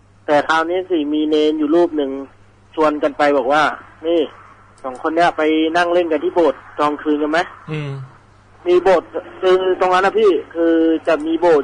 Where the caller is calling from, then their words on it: Bangkok, Thailand; รามอินทราครับ